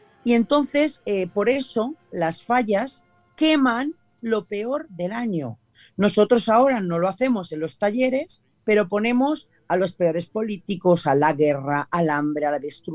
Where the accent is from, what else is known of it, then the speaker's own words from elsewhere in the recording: Valencian Community, Spain; Con lo cual, como valenciana, para mí es un renacer.